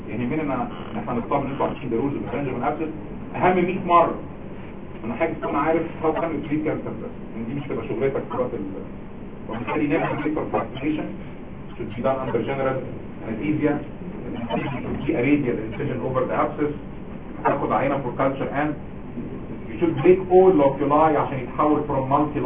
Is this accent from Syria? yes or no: no; Egypt; بلغتنا احنا كمصريين